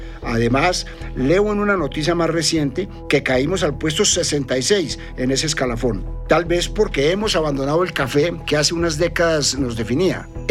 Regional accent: Colombia; Se me infla el pecho, pienso, qué berracos somos los colombianos

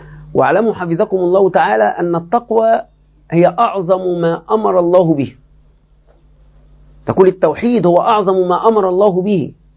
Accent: Egypt; لكن بالنسبة لنا كمصريين نحن في فتن عظيمة

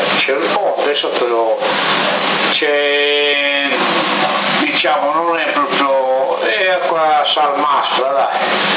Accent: Sassari, Sardinia, Italy; Siete di qua, residenti, però io sono di Sassari.

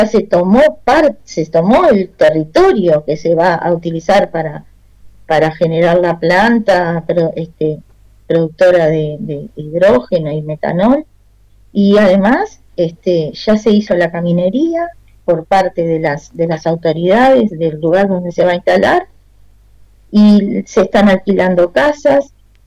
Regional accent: Uruguay; yo realmente nunca podría haber pensado que en mi país, con toda el agua que tenemos, agua dulce

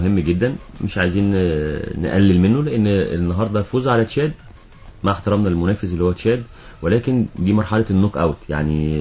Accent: Egypt; انا مصري.

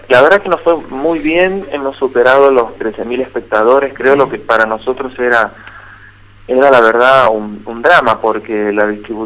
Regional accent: Tucumán, Argentina; accent: tucumano; now in Buenos Aires, Argentina; Yo soy de Tucumán, pero vivo en Buenos Aires.

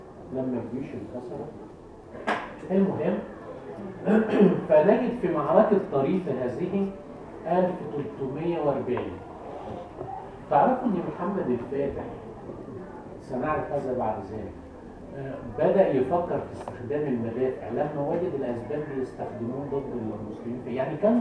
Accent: Egypt; أهون عليك أنا مصري الحمد لله

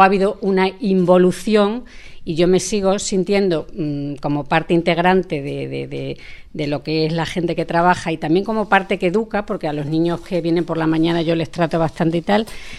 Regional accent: Móstoles, Community of Madrid, Spain; también soy de Móstoles

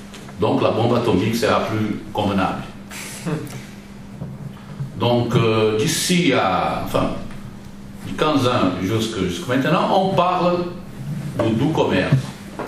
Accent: Brazil; French is a second language; je suis du Brésil, donc je vous parle à partir de l'Amérique du Sud.

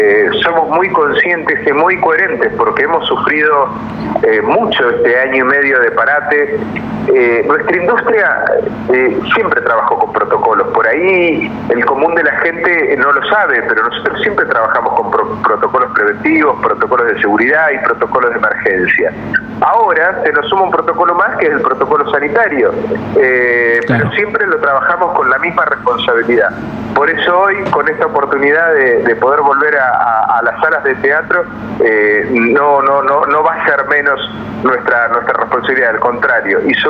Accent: Neuquén, Argentina; also born or lived in Buenos Aires; Estamos hace más de 15 años en Neuquén. Yo soy neuquino. Me fui hace muchos años a Buenos Aires y en el 2004 volví a Neuquén a armar mi productora

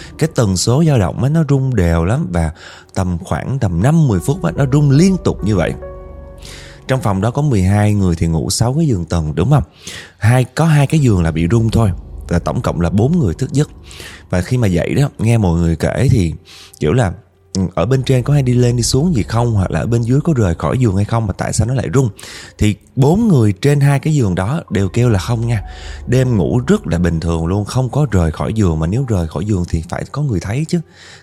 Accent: Northern Vietnam, Vietnam; now in Da Nang, Vietnam; Em thì là người Bắc và hiện tại đang sinh sống học tập ở Đà Nẵng nha.

